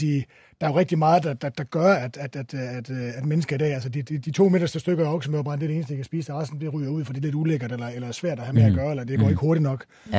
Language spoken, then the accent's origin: Danish; Jutland, Denmark; fordi jeg kommer fra Jylland, jeg kan ikke lide at smide noget ud